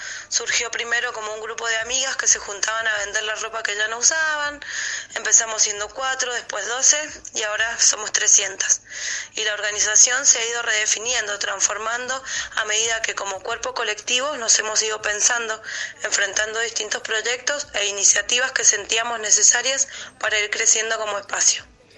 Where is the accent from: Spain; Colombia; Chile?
Chile; haciendo alusión sobre todo a que soy chilena